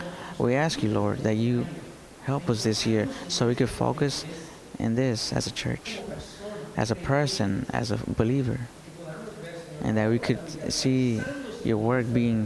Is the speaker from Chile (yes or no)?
yes; Chile; now in Tyler, United States; We came from Chile, and at the end, we're here in Tyler